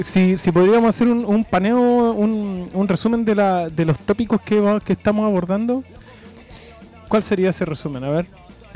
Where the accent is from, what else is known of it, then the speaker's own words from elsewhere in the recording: Pudahuel, Santiago Metropolitan Region, Chile; Que yo me acuerdo que cuando chico ahí en Pudahuel Sur, Cerrillo, Maipú